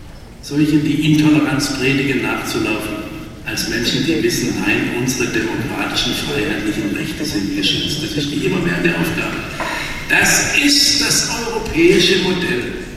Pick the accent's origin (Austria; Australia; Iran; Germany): Germany; Baden-Württemberg; heißt es bei uns im Schwarzwald, aber nicht nur im Schwarzwald.